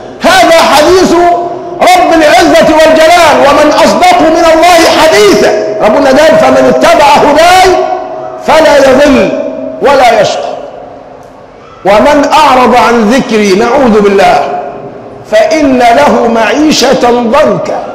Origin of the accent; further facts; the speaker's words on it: Egypt; وأزمتنا كمصريين أزمة حب